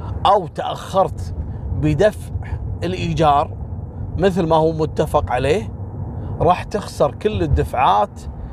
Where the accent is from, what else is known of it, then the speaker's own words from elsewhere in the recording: Kuwait; وهو غالي ومعروف عندنا في الكويت